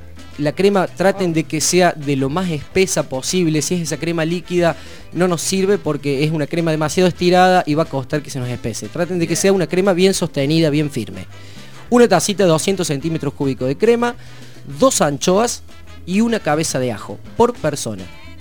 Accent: Córdoba, Argentina; de donde yo vengo, de la santa provincia de Córdoba, la República Independentista de Córdoba, se acostumbra mucho a consumir baña cauda

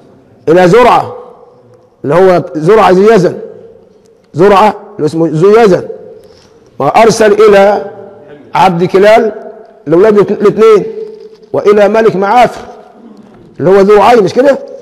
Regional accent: Egypt; لكن عندنا كمصريين من خفة الدم بنقول فلوس على أي إيه؟

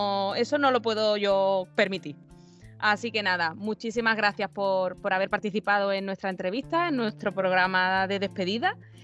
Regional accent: San Fernando, Andalusia, Spain; Hombre, de mi tierra, de Cádiz.

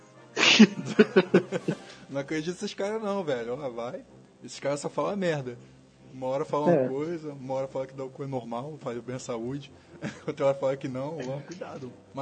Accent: Rio de Janeiro, Brazil; born there; Foi aí na Baixada aí, no pior lugar.

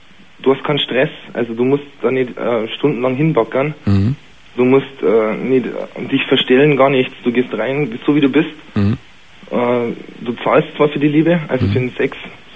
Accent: Bavaria, Germany; Ich bin aus Bayern oder so. Bayern ist wahnsinnig spießig.

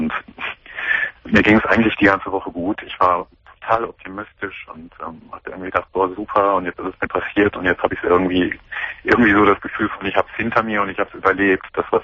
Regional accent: Cologne, North Rhine-Westphalia, Germany; ich komme aus Köln

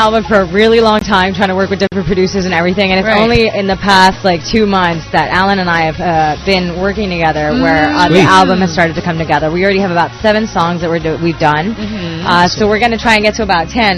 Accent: Philippines; Like, my music, I've always been very, like, Filipino and very proud to be Filipino, you know. And so this is me being a Filipino, making music for Filipinos with other Filipinos, starring Filipinos

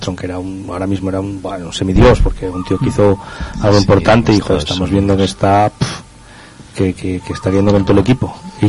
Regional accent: Pola de Lena, Asturias, Spain; born there; Pero es que mi abuelo era sastre, era sastre del pueblo donde yo nací, y él era un entusiasta de la bicicleta terrible. O sea, organizó ahí en Pola de Lena varias marchas ciclistas

